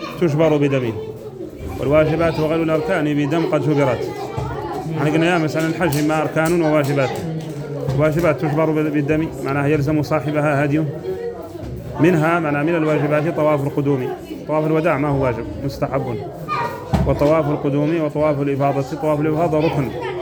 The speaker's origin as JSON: {"language": "Arabic", "country": "Mauritania", "said": "هو لمن ونحن موريتاني"}